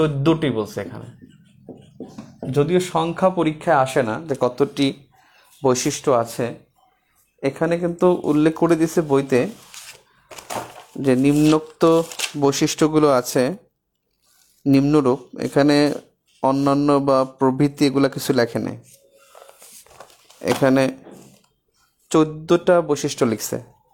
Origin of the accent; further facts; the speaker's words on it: Bangladesh; নাগরিক হিসেবে আমরা বাংলাদেশি, আর জাতীয়তা হিসেবে বাঙালি